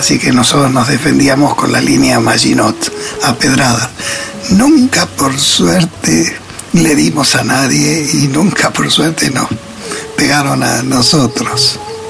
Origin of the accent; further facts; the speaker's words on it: Buenos Aires, Argentina; born there; now in Bariloche, Argentina; Vivo en Bariloche. A ver qué más... Nací en Buenos Aires, pleno centro.